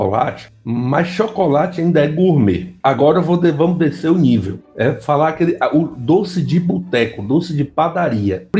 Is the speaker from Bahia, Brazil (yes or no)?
yes; Bahia, Brazil; esse não tinha na Bahia, não. Pelo menos lá na minha região não chegou desses, não.